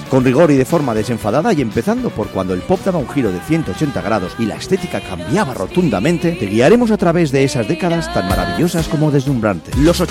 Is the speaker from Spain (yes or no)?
yes; Spain; porque así somos los españoles, asumimos cualquier fiesta.